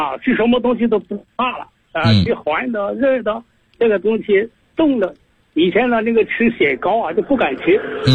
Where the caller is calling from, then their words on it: Guangdong, China; 我呢是来自广东西宁的，